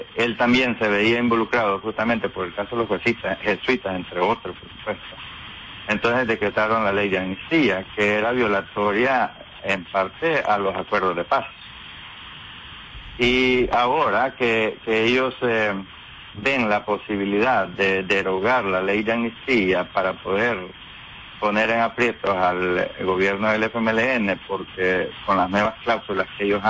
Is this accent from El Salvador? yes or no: yes; El Salvador; moved away; expresar nuestras inquietudes como comunidad salvadoreña en el exterior sobre los atropellos a la justicia en nuestro país.